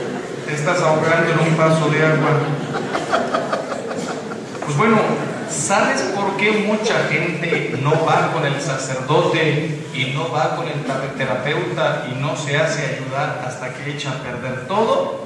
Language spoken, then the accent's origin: Spanish; Mexico; yo se los digo como mexicano. Soy mexicano.